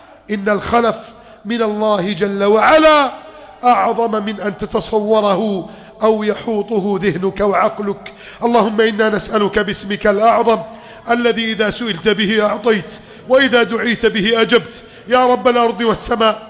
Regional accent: Egypt; اجعل بلدنا مصر أمنا سلاما، سلما سخاء رخاء

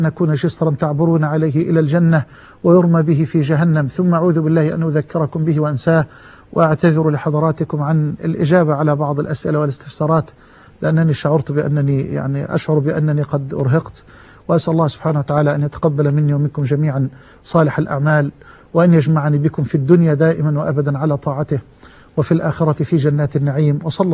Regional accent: Egypt; واجعل بلدنا مصر واحة للأمن والأمان

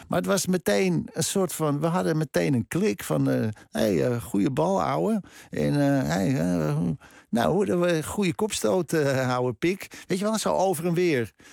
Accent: Krommenie, North Holland, Netherlands; Ik bedoel, ik heb daar van mijn 10e tot mijn 20e gewoond in Cromony.

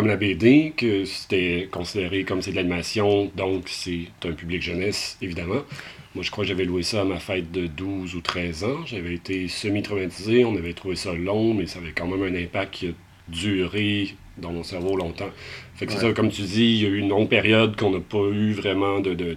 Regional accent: Lévis, Quebec, Canada; parce qu'on vient de Lévis, en face de Québec.

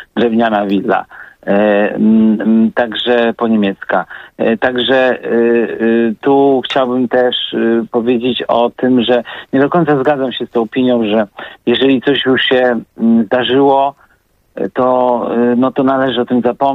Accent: Wrocław, Lower Silesian Voivodeship, Poland; jestem pochodzę z Wrocławia i ten

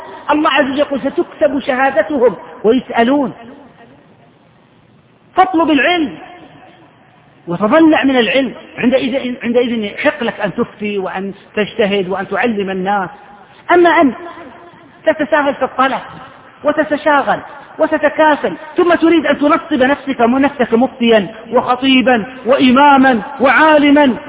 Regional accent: Saudi Arabia; العقوبة عندنا في السعودية 6 أشهر سجن وفصل من العمل.

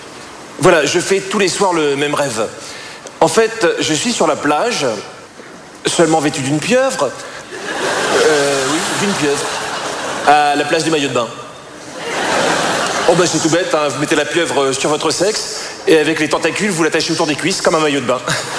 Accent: France; Mais je suis français.

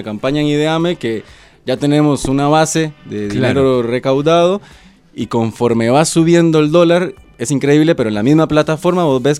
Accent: Costa Rica; moved away; Yo soy costarricense, hace 9 años estoy acá.

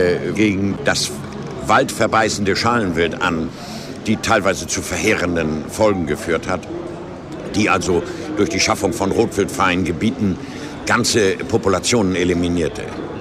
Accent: Germany; Aber wir sind Deutsche und die Germanen haben eine eigenartige Mentalität.

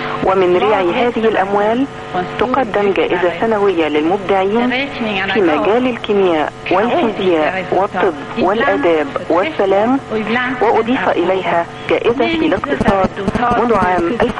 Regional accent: Egypt; وتدار كالأوقاف عندنا في مصر

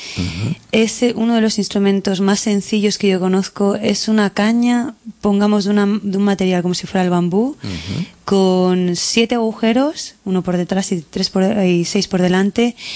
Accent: Barcelona, Catalonia, Spain; yo soy de Barcelona

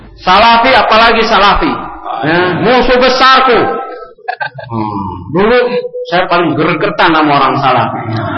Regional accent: Jakarta, Indonesia; Ini dari NU Pak, dari kecil di Karetengsin, Bendungan Hilir Karetengsin itu. Istilahnya lingkungannya lingkungan NU ya

